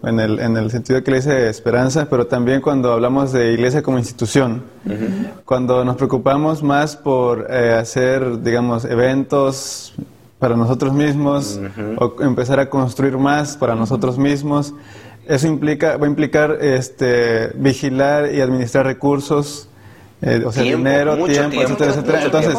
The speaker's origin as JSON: {"language": "Spanish", "region": "Veracruz", "country": "Mexico", "said": "soy de Veracruz, estudio teología"}